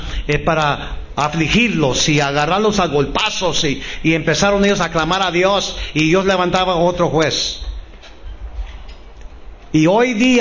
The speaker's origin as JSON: {"language": "Spanish", "region": "Texas", "country": "United States", "said": "siendo hispano, soy mexicano, americano. Nunca tuve el privilegio de nacer en México. Nací en Texas. Soy tejano"}